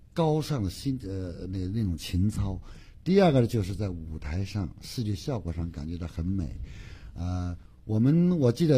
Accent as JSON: {"language": "Chinese", "region": "Beijing", "country": "China", "tie": "born or raised there", "said": "我是在北京长大，在北京求学的。"}